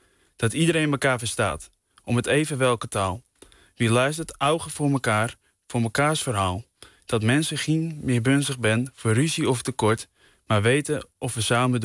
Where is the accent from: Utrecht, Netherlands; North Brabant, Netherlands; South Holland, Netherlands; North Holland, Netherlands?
North Holland, Netherlands; accent: West Frisian; Deze zal ik dan ook nu gaan voordragen in mijn eigen dialect, het Westfries.